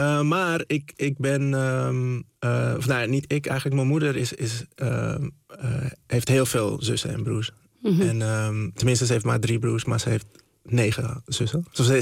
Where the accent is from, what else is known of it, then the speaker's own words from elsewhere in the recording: Zaanstad, North Holland, Netherlands; En ja, dus ik ben wel echt opgegroeid in Zaanstad.